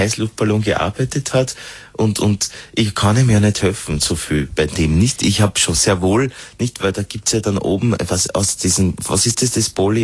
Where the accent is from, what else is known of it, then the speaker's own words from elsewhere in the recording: Upper Austria, Austria; Und ich bin aus Oberösterreich